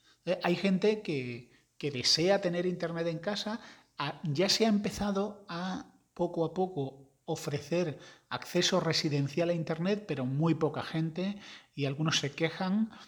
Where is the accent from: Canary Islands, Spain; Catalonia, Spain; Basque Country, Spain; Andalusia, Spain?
Andalusia, Spain; Yo que soy andaluz y que soy graciosete, me llevo muy bien con ellos.